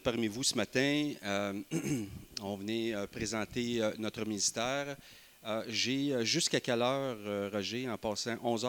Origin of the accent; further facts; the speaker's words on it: Magog, Quebec, Canada; Donc, je suis avec mon épouse Émilie, nous sommes de Magog